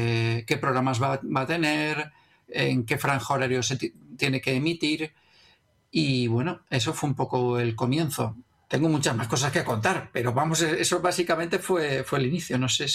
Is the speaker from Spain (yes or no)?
yes; Valencia, Valencian Community, Spain; Somos gente de La Malva Rosa